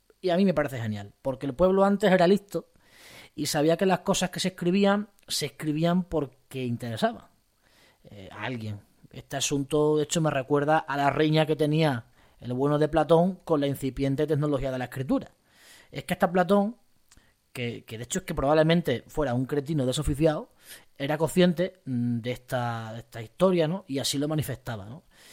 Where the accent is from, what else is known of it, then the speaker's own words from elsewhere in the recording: Extremadura, Spain; en las jotas de mi tierra, de la Siberia extremeña, hay un par de ellas bastante bonitas